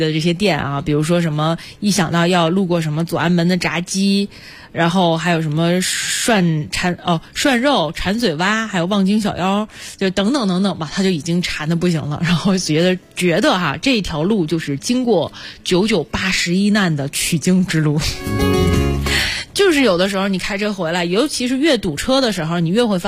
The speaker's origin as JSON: {"language": "Chinese", "region": "Guangdong", "country": "China", "tie": "born or raised there", "said": "你像我小的时候生活在广东，就必须得先喝汤的，就没有人吃完饭之后我再去喝汤的。"}